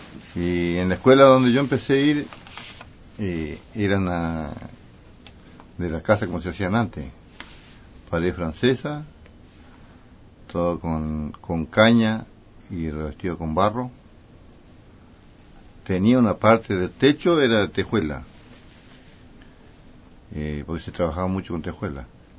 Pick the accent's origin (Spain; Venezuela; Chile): Chile; Coihue, Los Lagos; yo fui nacido y criado en el Coihue, acá nomás.